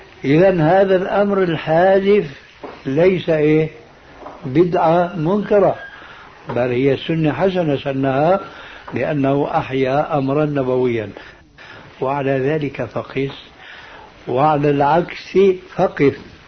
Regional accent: Syria; يلا كما يقولون عندنا في سوريا

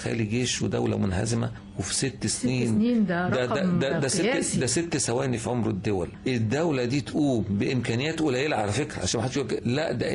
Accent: Egypt; دول مصريين وإحنا مصريين

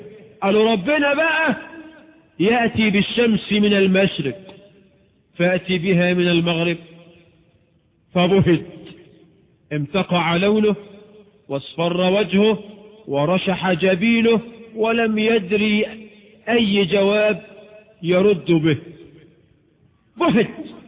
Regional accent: Egypt; وبعض الشواذ عندنا في مصر في مؤتمر السكان

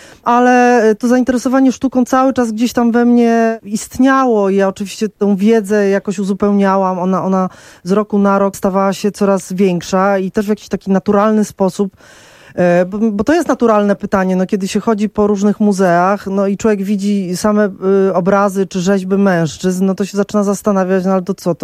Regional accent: Warsaw, Masovian Voivodeship, Poland; Ja się wychowywałam na Gocławiu, który był osiedlem w trakcie budowy, gdzie nie było naprawdę skrawka zieleni

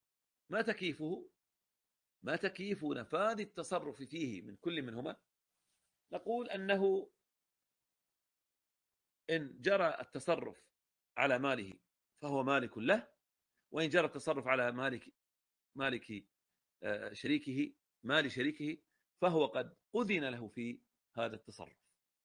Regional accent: Al-Ahsa, Eastern Province, Saudi Arabia; في الأصل العرق عندنا في الأحساء

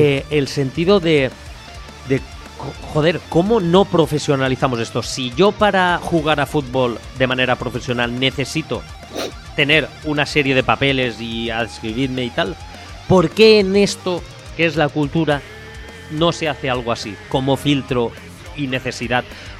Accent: Ontinyent, Valencian Community, Spain; yo hace poco en mi pueblo, Ontiñán, trajeron una banda tributo a ….

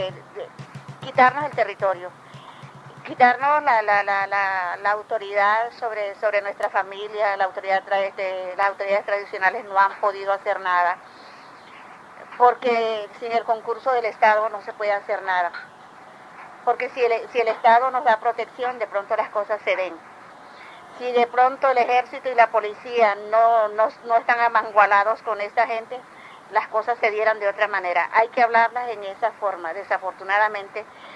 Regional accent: Colombia; yo soy de aquí, yo soy colombiana, yo soy dueña de un territorio ancestral.

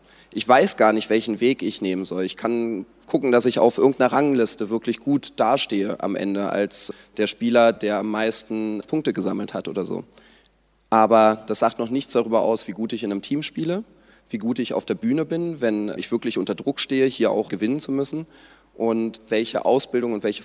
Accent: Berlin, Germany; ich selbst als Berliner kann auch sagen, Berlin ist die E-Sport-aktivste Stadt sozusagen

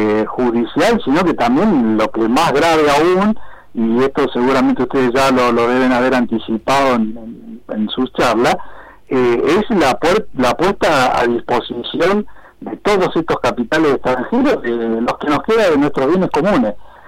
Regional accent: Argentina; para nosotros como, claro, como Estado y como pueblo argentino

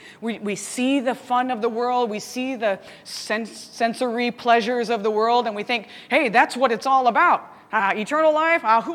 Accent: United States; he had asked me where I was from. I told him I was from America and where.

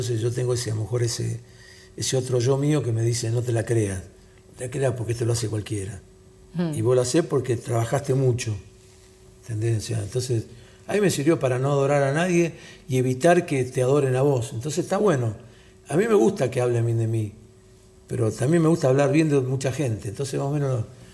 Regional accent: Sicily, Italy; soy del sur de Sicilia.

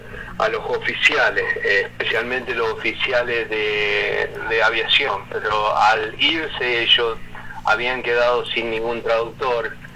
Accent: Rosario, Santa Fe, Argentina; Sí, seguro que me sacan mano porque soy rosarino, esos porteños.

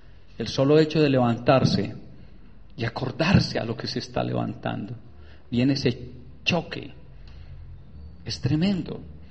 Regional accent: Urrao, Antioquia, Colombia; yo soy de Urrao, Antioquia.

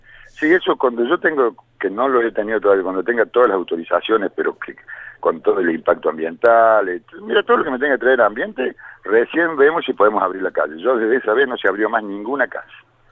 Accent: Córdoba, Argentina; yo cuando me vine del campo, yo soy de Córdoba, soy del campo, cuando me vine del campo hace 20 años había 7.000 personas en Capilla.

